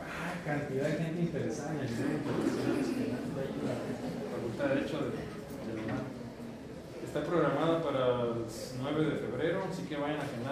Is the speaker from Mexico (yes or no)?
yes; Baja California, Mexico; now in Mexico City, Mexico; ya este año voy a tener 11 años en esta ciudad. No, no soy chilango porque no hablo como chilango y no soy ya cachanilla, porque ya tampoco casi hablo como cachanilla.